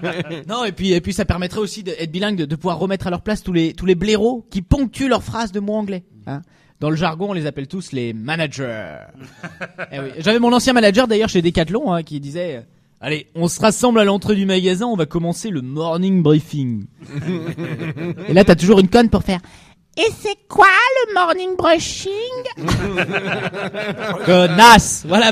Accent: Lyon, Auvergne-Rhône-Alpes, France; Je suis de Lyon.

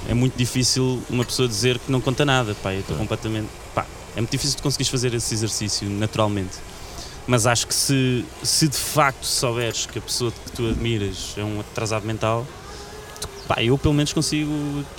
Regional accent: Portugal; disse, pá, eu vim de Portugal e tal, não sei o quê.

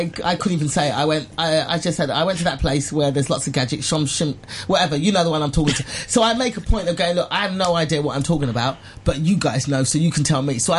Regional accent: England, United Kingdom; moved away as an adult; now in Los Angeles, United States; So my mother, my mum and dad are Nigerian, and they went to London, and I was born and raised in England.

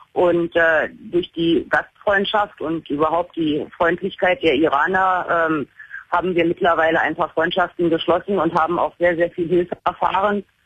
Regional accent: Berlin, Germany; Ich bin gebürtige Deutsche, bin in Deutschland geboren und aufgewachsen, in Berlin. Und habe allerdings durch eine Heirat vor 21 Jahren die persische Staatsangehörigkeit bekommen.

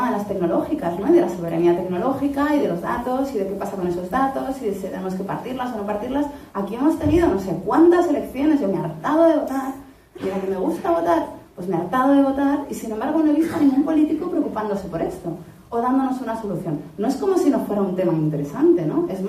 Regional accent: Spain; soy ciudadana española. Y como ciudadana española, es mi obligación ser administrada por el gobierno.

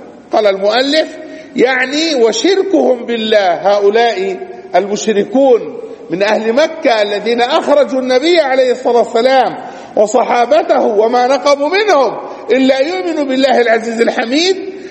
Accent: Palestine; ومن أدل دليل على ذلك الواقع في بلادنا فلسطين

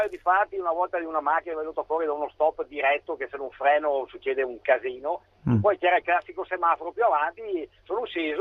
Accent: Vicenza, Veneto, Italy; sono di Vicenza ma sono a Milano tutti i giorni

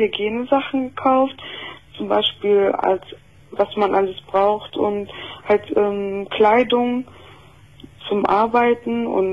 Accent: Brazil; Ja, und bin auch Brasilianerin

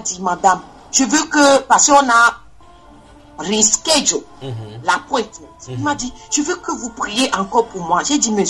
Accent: Togo; Et il m'a dit, oh, tu viens d'où? J'ai dit, je viens du Togo.

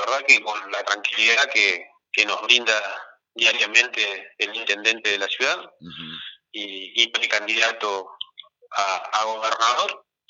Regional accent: Concordia, Entre Ríos, Argentina; poner orgullosos como ciudadanos que somos de Concordia

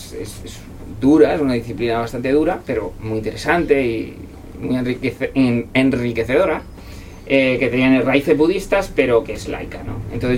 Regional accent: Toledo, Castilla-La Mancha, Spain; Y además yo soy de Toledo, como sabéis

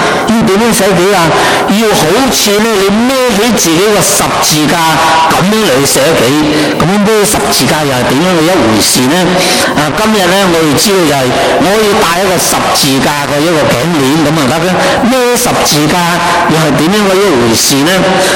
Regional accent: China; 我们回到我们中国人的文化里面呢

